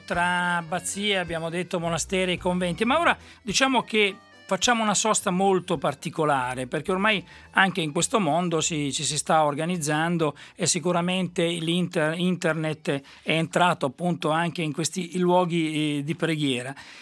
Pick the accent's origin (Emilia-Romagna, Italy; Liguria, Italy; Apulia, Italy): Emilia-Romagna, Italy; Beh, quindi siete dalle mie parti, siamo in Romagna, mi sembra.